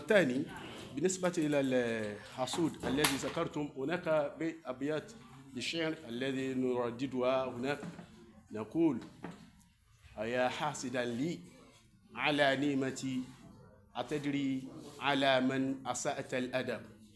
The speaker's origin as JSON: {"language": "Arabic", "region": "South", "country": "Nigeria", "second_language": "Arabic", "said": "عندنا في نيجيريا في الجنوب."}